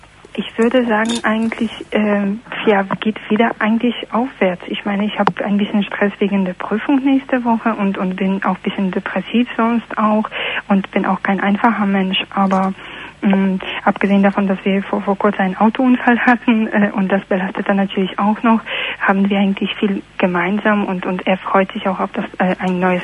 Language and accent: German; Poland; German is a second language; Aus Polen.